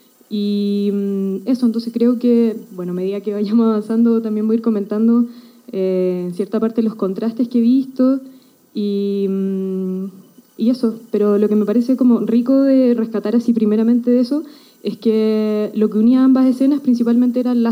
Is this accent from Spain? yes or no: no; southern Chile, Chile; moved away; yo no soy de acá, vengo de Chile, del sur de Chile